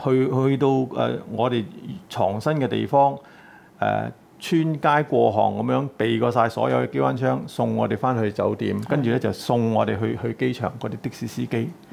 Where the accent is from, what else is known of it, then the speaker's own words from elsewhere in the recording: China; born there; 因為當時我係比較有少少即係叫大陸嘅知識背景，我大陸出世。